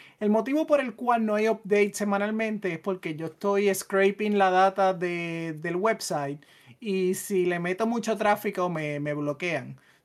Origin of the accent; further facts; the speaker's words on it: Puerto Rico; Pero yo creciendo en Puerto Rico no hay tanta variedad de calabaza